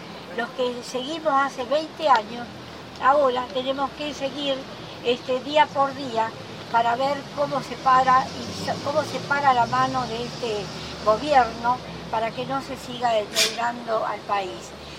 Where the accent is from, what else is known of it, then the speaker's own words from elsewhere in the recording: Argentina; Somos argentinos, no somos enemigos